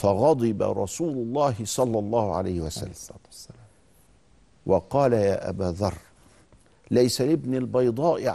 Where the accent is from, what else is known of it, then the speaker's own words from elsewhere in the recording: Egypt; كان عندنا في مصر من 50 سنة فقط كل عيلة لها شيخ تخالطه